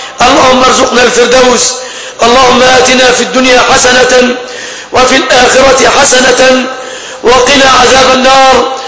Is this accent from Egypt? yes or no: yes; Egypt; بلادنا مصر